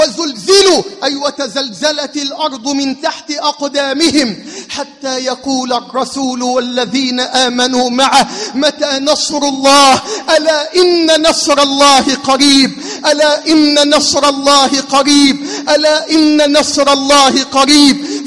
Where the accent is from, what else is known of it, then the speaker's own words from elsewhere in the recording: Egypt; بلدنا مصر